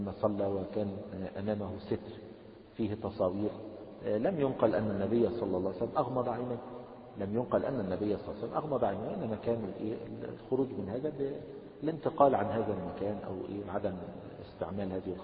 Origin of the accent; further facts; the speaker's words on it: Egypt; عندنا في مصر يعني كثير من الناس يقلبون أيديهم هكذا إذا قال السلام عليكم ورحمة الله الشمال